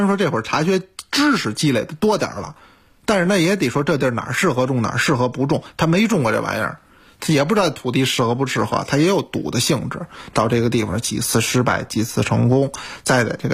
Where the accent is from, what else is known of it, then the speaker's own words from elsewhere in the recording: China; 我们中国人